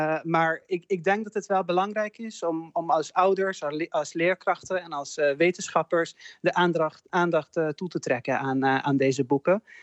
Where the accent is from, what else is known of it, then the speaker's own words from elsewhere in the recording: Hungary; Dutch is a second language; now in Netherlands; Wij vieren geen bevrijdingsdag in Hongarije. Dus herdenking en de viering van vrijheid ontbreekt bij ons in Hongarije.